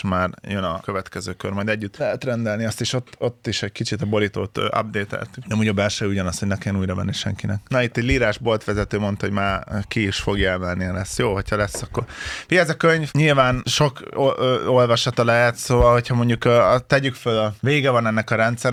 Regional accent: Tapolca, Veszprém County, Hungary; born there; De igazából Tapolcán születtem, de Veszprémben is laktunk, csak már így keverem, hogy mikor, hol.

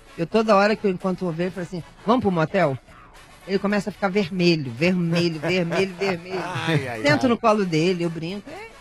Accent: Rio de Janeiro, Brazil; now in São Paulo, Brazil; eu mudei para São Paulo, eu sou carioca.

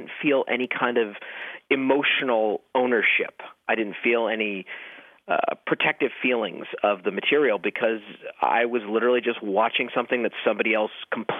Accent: Hollywood, California, United States; growing up in Hollywood, I guess I didn't have that sort of rush that other people might feel. That actually felt more normal.

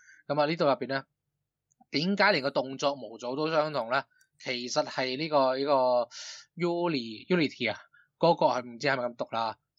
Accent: Hong Kong; 我哋香港人嘅叫法抽佢水咧

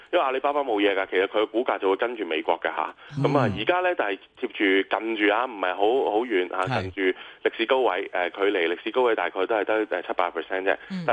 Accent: Hong Kong; 我自己個人作為一個香港人

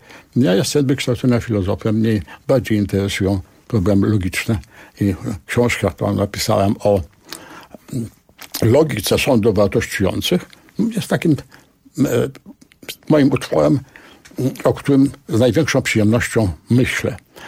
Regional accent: Warsaw, Masovian Voivodeship, Poland; Ja się wychowałem w okolicznościach, kiedy strzelano na ulicy. Byłem świadkiem tego, kiedy w centrum Warszawy odbywała się zagłada warszawskich Żydów.

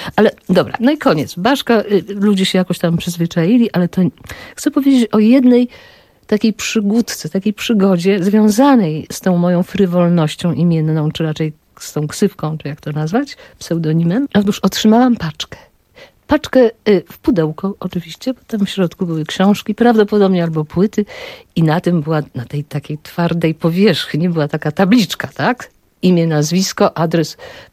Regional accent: Bielsko-Biała, Silesian Voivodeship, Poland; born there; Ona pracowała w sanatorium, dlatego ja się urodziłam w Bielsku-Białej, bo ona tam dostała pracę, a nie tutaj.

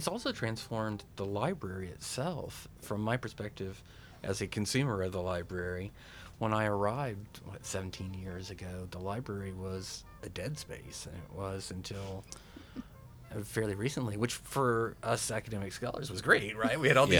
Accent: Texas, United States; Because when I grew up in West Texas in the 1970s

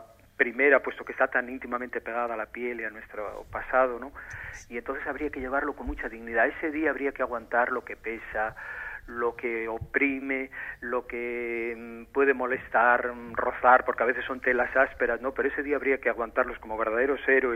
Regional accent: Carranza, Basque Country, Spain; born there; nací en Carranza, que es provincia de Vizcaya, pero porque mis padres, mi padre que era de la parte de Soba, al no encontrar una finca allí en Soba, pues compró la contigua, que ya caía dentro del Valle de Carranza.

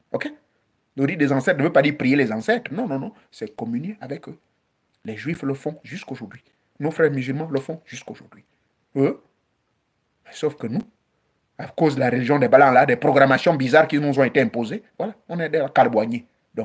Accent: Gabon; chez moi au Gabon

